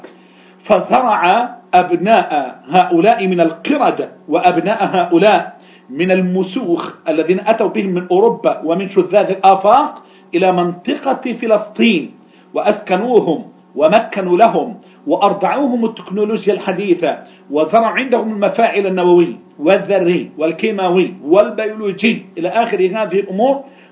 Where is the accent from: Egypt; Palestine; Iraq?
Egypt; عندنا في مصر